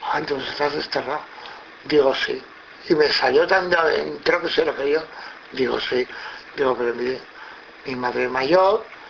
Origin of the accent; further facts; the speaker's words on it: Zaragoza, Aragon, Spain; yo soy de aquí de Zaragoza